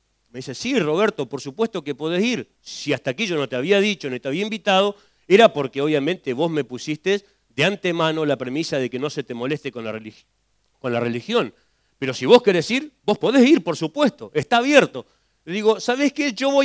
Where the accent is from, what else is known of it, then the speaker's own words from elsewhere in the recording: Santa Cruz, Argentina; mi pueblo, un pueblo conocido por muchos, el pueblo de los suicidas del fin del mundo, yo vengo de la Acera Santa Cruz. La Acera Santa Cruz es un pueblito muy chiquitito, tenía en ese tiempo unos 14.000 habitantes